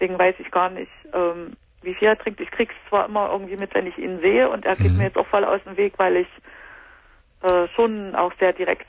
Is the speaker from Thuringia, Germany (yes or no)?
yes; Weimar, Thuringia, Germany; Das war in Weimar in Thüringen.